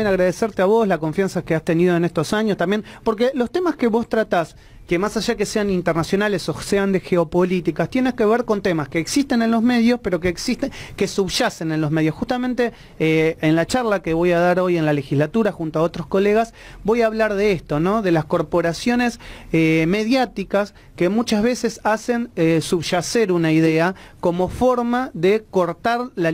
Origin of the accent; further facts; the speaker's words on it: Rosario, Santa Fe, Argentina; now in Buenos Aires, Argentina; Yo me he criado en Rosario, como siempre digo, ustedes saben, soy rosarino